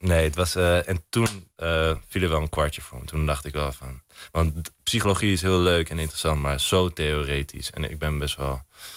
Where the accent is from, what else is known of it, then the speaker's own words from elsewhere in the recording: Amsterdam, North Holland, Netherlands; omdat ik ben gewoon geboren en getogen Amsterdammer.